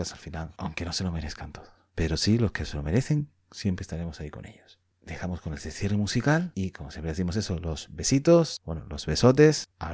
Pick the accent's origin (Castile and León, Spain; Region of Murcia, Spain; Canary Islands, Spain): Canary Islands, Spain; somos canarios, somos españoles, pero somos canarios ante todo.